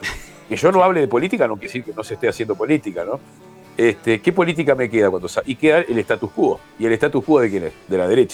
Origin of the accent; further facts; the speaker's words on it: Uruguay; yo soy de Uruguay. Es una cosa chiquita que está entre Argentina y Brasil.